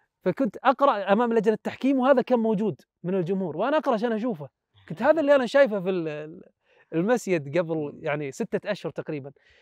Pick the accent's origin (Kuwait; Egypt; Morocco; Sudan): Kuwait; يعني منطقه عندنا بالكويت.